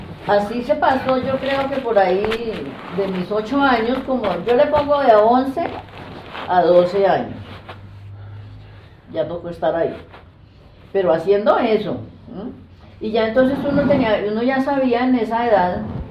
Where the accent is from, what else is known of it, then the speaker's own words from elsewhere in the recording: Mesitas, Cundinamarca, Colombia; Yo soy de Mesitas